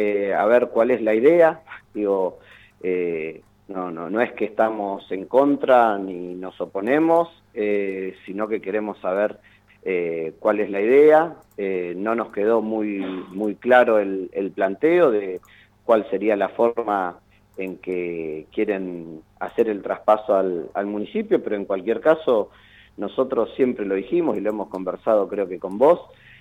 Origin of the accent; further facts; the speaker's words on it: Mar del Plata, Buenos Aires Province, Argentina; Nosotros, más allá de eso, como siempre decimos, somos de Mar del Plata, queremos lo mejor para la ciudad